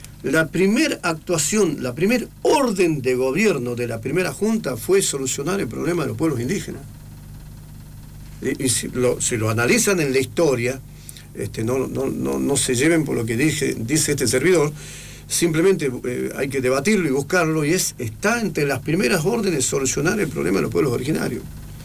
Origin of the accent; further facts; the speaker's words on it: Jujuy, Argentina; soy argentino, soy jujeño, coyo, mahuaqueño, de sangre quechua